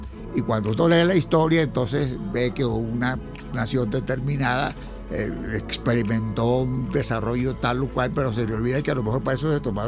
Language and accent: Spanish; Monte Carmelo, Trujillo, Venezuela; moved away; yo soy de origen rural.